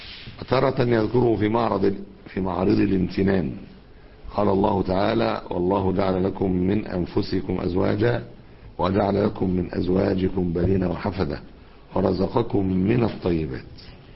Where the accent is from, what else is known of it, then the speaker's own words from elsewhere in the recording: Alexandria, Alexandria Governorate, Egypt; أخت من عندنا في اسكندرية هنا